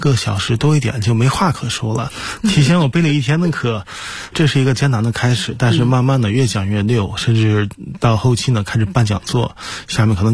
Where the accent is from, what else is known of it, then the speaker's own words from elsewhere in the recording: Dalian, Liaoning, China; 因为我老家呢是在大连的一个小岛上